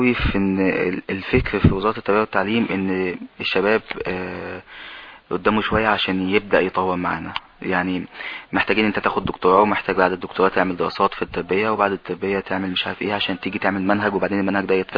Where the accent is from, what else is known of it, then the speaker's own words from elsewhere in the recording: Egypt; الحاجات العلميه اللي طالعه جديد عندنا في مصر هي قديمه قوي